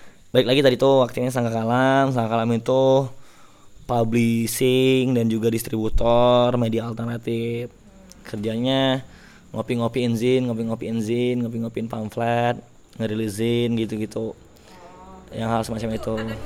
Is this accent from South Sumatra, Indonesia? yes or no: yes; Palembang, South Sumatra, Indonesia; saya dari Palembang.